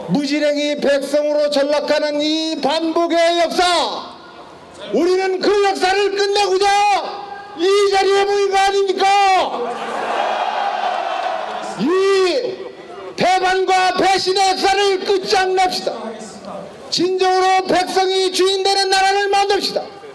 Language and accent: Korean; South Korea; born there; 저는 대한민국에서 태어난 것이 자랑스럽습니다.